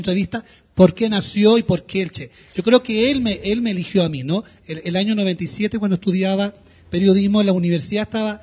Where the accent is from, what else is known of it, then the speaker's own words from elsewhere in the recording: Chile; born there; Bueno, digamos, nací en Chile.